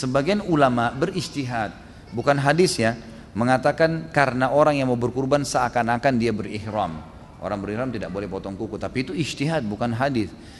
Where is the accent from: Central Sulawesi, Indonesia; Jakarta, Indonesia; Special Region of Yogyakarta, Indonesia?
Special Region of Yogyakarta, Indonesia; Gunung Kidul; Di kampung daerah saya di Gunung Kidul banyak sekali kasus bunuh diri dengan gantung diri.